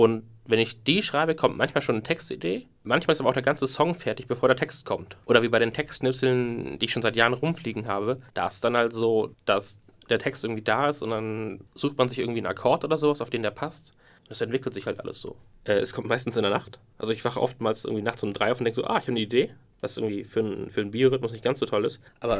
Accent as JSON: {"language": "German", "region": "Bremen", "country": "Germany", "said": "Ein ursprünglicher Bremer wie ich auch, also Bremen-Norder, sag mal so. Ich komme auch aus der Nähe von Bremen."}